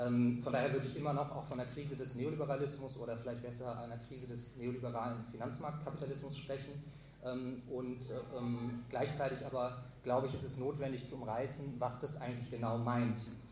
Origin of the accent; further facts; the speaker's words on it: Berlin, Germany; Ich komme aus Berlin